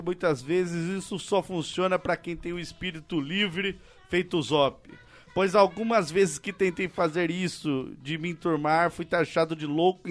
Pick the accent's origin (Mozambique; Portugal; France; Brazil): Brazil; Rio de Janeiro; Sou de Rio das Pedras, Jacarepaguá, Rio de Janeiro, 22 anos.